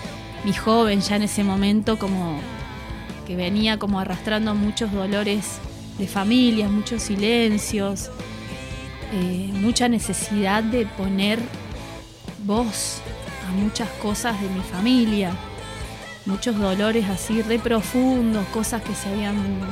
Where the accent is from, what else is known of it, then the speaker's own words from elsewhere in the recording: Merlo, San Luis, Argentina; soy de Merlo, de San Luis, ahí nacida y criada.